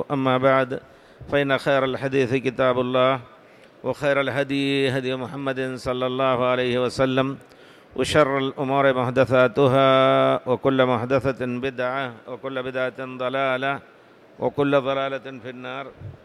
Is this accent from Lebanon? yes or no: no; India; وأنا ذكرت لكم بالأمس أن في بلادنا الهند في الحقيقة يتناحرون ما لا تتصور أنت